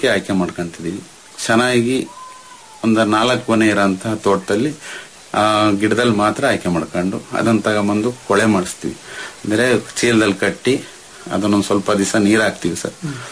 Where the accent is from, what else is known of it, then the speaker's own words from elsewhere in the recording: Karnataka, India; ನಮ್ಮಲ್ಲಿ ನಮ್ಮ ಕರೂರು ತಾಲೂಕು ನಮ್ಮ ಗ್ರಾಮದಲ್ಲಿ ಏನಾಗಿದೆ ಸರ್ ಅಂದ್ರೆ, ನಾವು 150 ಅಡಿ ಬೋರ್ವೆಲ್ ಹಾಕ್ಸ್ತಿದ್ವು